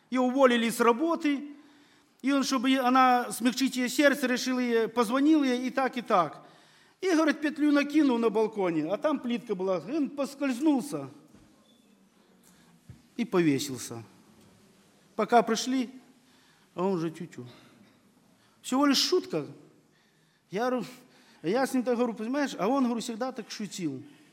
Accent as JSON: {"language": "Russian", "country": "Belarus", "tie": "born or raised there", "said": "Практически я вырос в Беларуси, в лесах, я знаю, где какие грибы."}